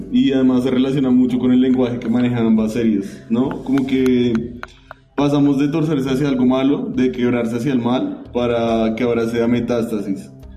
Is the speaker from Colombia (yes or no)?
yes; Colombia; Yo creo que esto en cuanto al lenguaje no solo nos interpela como colombianos